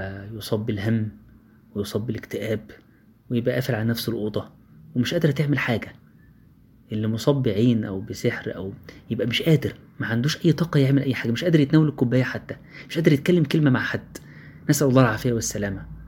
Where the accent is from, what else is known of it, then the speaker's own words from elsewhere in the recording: Egypt; احنا كمصريين عندنا مشكلة،